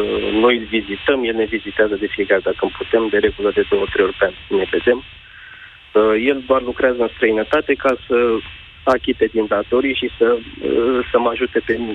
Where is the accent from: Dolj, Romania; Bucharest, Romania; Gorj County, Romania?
Dolj, Romania; Craiova; Sunt din Craiova.